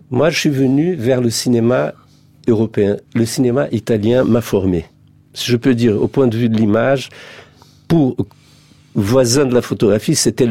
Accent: Rio de Janeiro, Brazil; born there; French is a second language; je suis né à Rio, je suis pas rural, je suis citadin

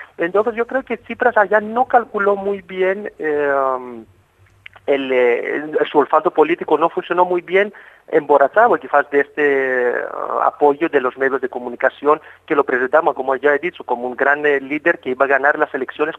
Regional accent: Greece; yo soy griego y obviamente sigo muy cerca a las elecciones griegas y la política griega

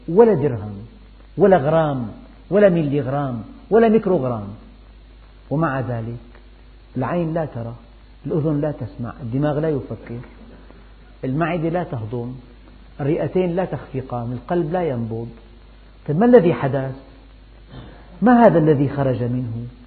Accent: Syria; عندنا في الشام العصر آخر وقت للجنازة

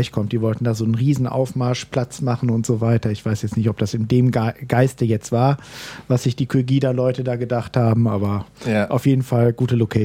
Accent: Aachen, North Rhine-Westphalia, Germany; now in Cologne, Germany; Nein, ich komme aus Aachen.

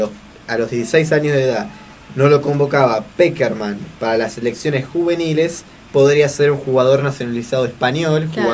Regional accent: Argentina; lo primero que se dan cuenta no somos los argentinos, es la gente de afuera

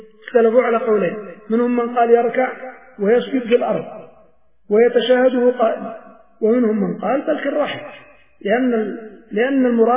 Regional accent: Yemen; ولكن في مثل بلادنا اليمن مثلا بين المشرق والمغرب قبلة

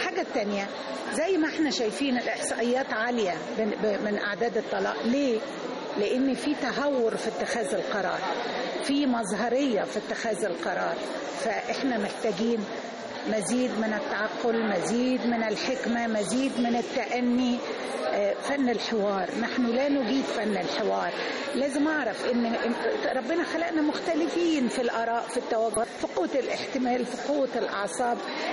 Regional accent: Egypt; احنا يا مصريين تعودنا كل حاجة نجيبها بالكتير والمظهر عندنا مهم.

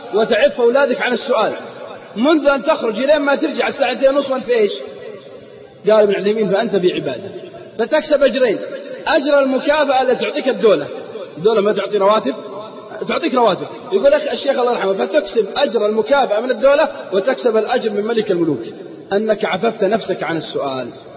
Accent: Al-Qassim, Saudi Arabia; عندنا في القصيم يقول مالي شغل

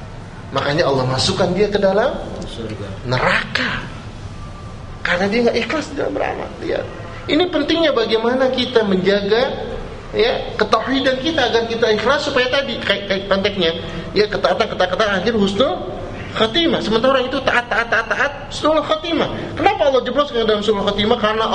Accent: Jakarta, Indonesia; Saya orang Betawi Pak, orang Kemayoran. Saya itu duduk Kemayoran

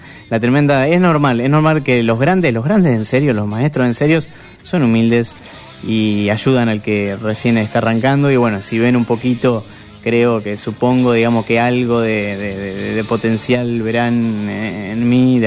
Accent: Mercedes, Buenos Aires Province, Argentina; yo soy de Mercedes, nací en Mercedes, sí, provincia de Buenos Aires, acá a unos 100 kilómetros, por ruta y acceso de este, ruta 5, ¿viste?

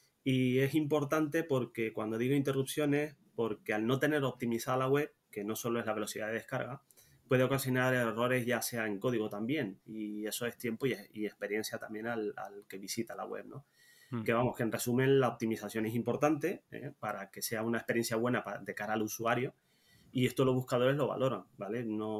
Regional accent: Tenerife, Canary Islands, Spain; also born or lived in Netherlands; now in Zaragoza, Spain; desde muy pequeñito. Nací en Holanda, me crié en Tenerife, Islas Canarias, y desde el 2005 vivo en Zaragoza, casado.

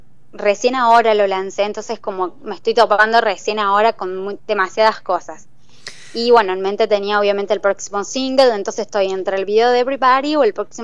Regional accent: Córdoba, Argentina; que soy de Argentina, de Córdoba

